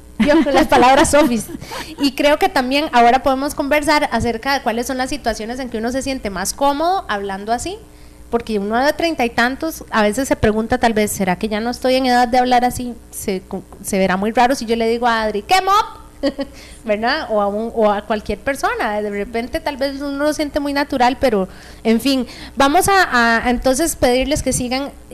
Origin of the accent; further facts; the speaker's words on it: Heredia, Costa Rica; yo soy de Heredia, entonces no sé si lo dije bien.